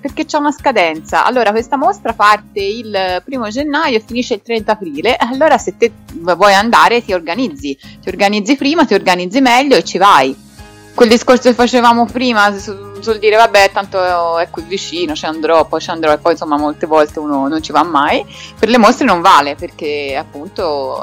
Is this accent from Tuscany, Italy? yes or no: yes; Florence, Tuscany, Italy; devo farmi bella perché sono fiorentina, capito?